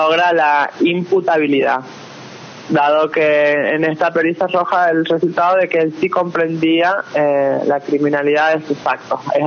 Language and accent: Spanish; San Juan, Argentina; yo soy oriunda de San Juan